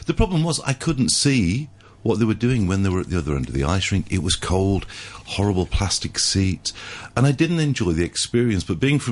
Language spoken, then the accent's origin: English; Salford, North West England, United Kingdom; I'm from Salford.